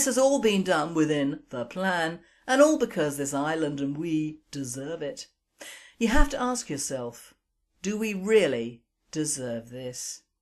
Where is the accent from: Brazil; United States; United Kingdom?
United Kingdom; England; People, our people, are ashamed of being English and grovel and crawl to a new culture